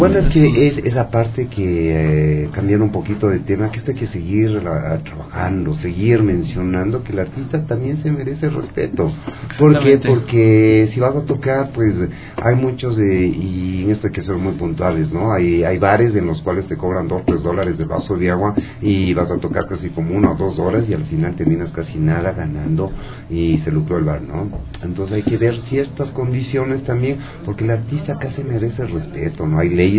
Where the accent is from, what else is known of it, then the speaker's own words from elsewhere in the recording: Ecuador; como ecuatorianos nunca vamos a perder las raíces